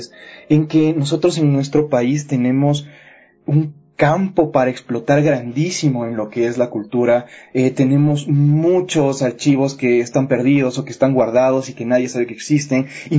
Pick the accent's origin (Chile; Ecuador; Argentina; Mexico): Ecuador; yo, como ecuatoriano, bueno, sabía que yo tenía un patrimonio cultural